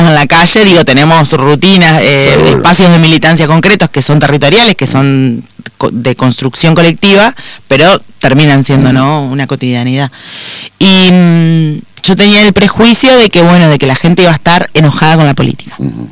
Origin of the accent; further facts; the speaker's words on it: Concordia, Entre Ríos, Argentina; hablando con los vecinos, que somos de Concordia.